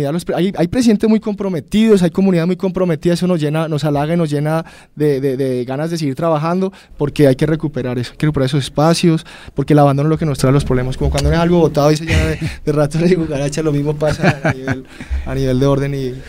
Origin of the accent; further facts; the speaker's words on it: Colombia; enfocarnos hacia un futuro en paz como colombianos